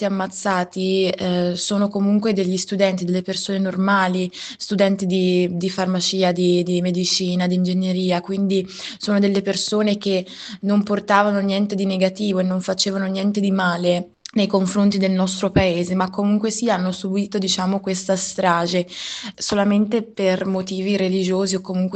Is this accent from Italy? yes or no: no; Syria; quello che sta accadendo nel mio paese